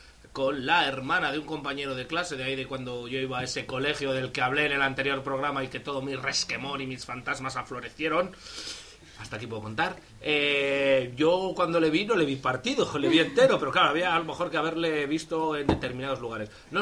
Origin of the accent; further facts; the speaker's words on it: Burgos, Castile and León, Spain; yo, como ya saben nuestros oyentes, soy de Burgos, de Gamonal, de un barrio